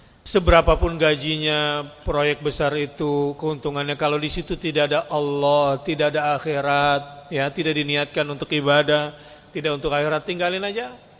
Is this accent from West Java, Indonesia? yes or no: yes; West Java, Indonesia; Saya kan orang Sunda.